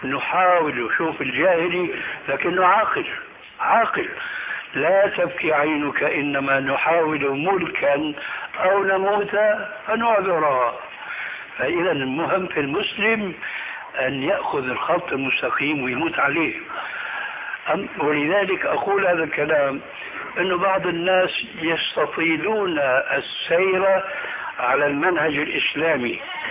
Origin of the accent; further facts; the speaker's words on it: Damascus, Damascus Governorate, Syria; كما يقولون عندنا في دمشق بدها الزكتاف